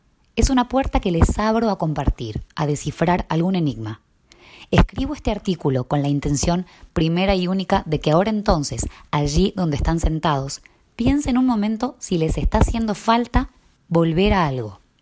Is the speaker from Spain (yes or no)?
no; Tandil, Buenos Aires Province, Argentina; also born or lived in Ecuador; Volví a Tandil hace 2 semanas después de 14 años, y aunque nunca me gustaron estas palabras, a lo mejor lo hice porque aquí es de donde soy.